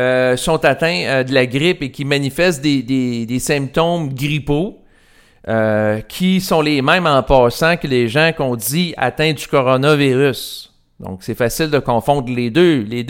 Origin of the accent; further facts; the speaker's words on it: Quebec, Canada; je parle en tant que Québécois